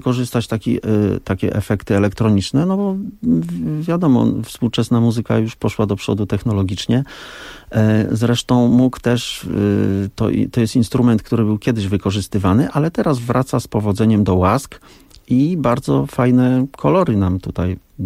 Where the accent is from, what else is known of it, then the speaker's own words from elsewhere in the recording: Pomeranian Voivodeship, Poland; Gramy ze sobą, mieszkamy koło siebie bardzo blisko, jesteśmy z Trójmiasta.